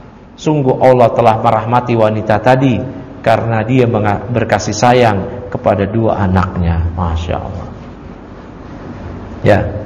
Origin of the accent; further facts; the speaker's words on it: Matraman, Jakarta, Indonesia; kalau bahasa kita dulu di kampung saya di Matraman